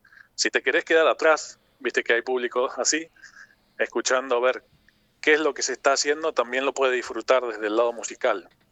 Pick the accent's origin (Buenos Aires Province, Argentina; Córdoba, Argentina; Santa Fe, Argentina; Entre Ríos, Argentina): Santa Fe, Argentina; Reconquista; Yo soy de Reconquista, en mi ciudad a veces no había demasiado para escuchar